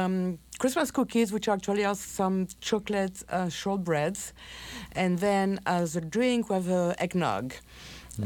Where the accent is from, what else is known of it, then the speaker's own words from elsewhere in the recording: France; English is a second language; moved away as an adult; now in United States; and so I'm from France, obviously. And I've been in Minnesota for 15 years, about.